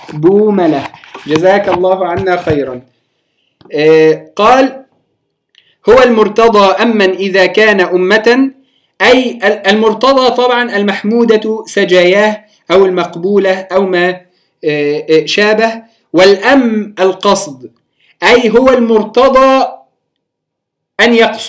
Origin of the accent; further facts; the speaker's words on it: Palestine; في بلادنا فلسطين نسميها